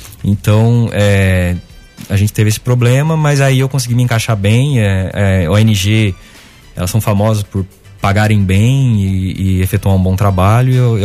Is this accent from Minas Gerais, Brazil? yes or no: yes; Muzambinho, Minas Gerais, Brazil; Eu saí de Muzambinho e fiz cursinho um ano aqui em Guaxupé.